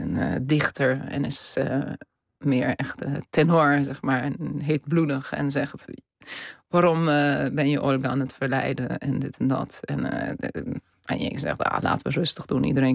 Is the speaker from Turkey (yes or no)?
yes; Istanbul, Turkey; Ja, ik ben geboren en opgegroeid in Istanbul.